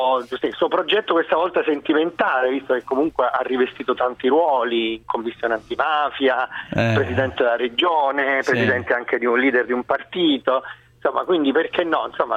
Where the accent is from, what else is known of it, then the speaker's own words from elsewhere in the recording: Foggia, Apulia, Italy; Sono foggiana di adozione europea, laureata in inglese a pieni voti, 110 e lode